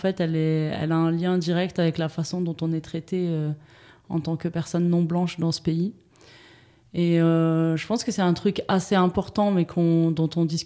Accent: Saint-Étienne, Auvergne-Rhône-Alpes, France; j'ai grandi à Saint-Étienne. J'ai grandi à Saint-Étienne dans un quartier populaire de la ville avec plein de gens de toute origine, de tout horizon.

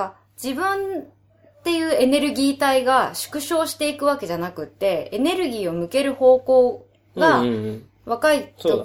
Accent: Chiba, Japan; 私は千葉の実家に住んでいます。

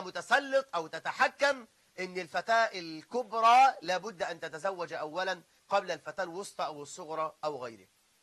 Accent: Egypt; خاصة عندنا في مصر، خاصة في بلاد الصعيد

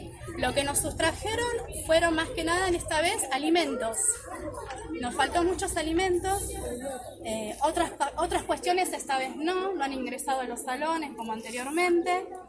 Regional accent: Máximo Paz, Buenos Aires Province, Argentina; Nosotros damos la cara porque somos de Máximo Paz y queremos lo mejor para la escuela.

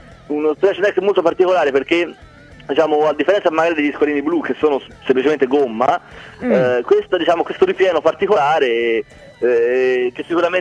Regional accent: Prato, Tuscany, Italy; No, noi siamo di Prato.

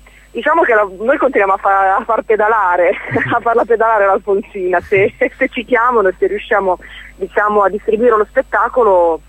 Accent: Emilia-Romagna, Italy; io sono romagnola

